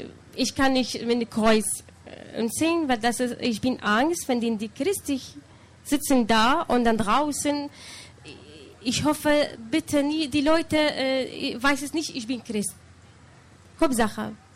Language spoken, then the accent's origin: German; Baghdad, Baghdad Governorate, Iraq; German is a second language; now in Germany; In Bagdad. Ich bin geboren in Bagdad. Und dann 6 Jahre, für mich ist es viele. In Irak.